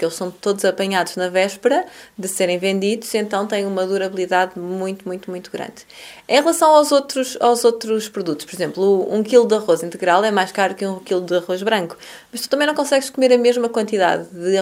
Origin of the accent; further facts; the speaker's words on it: Porto, Norte, Portugal; eu sou do Porto, não é?